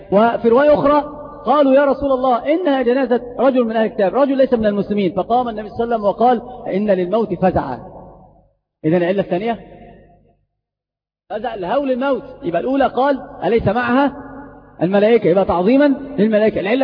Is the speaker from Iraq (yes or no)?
no; Egypt; وترى عمرة الرجبية هذه عندنا في مصر منتشرة جدا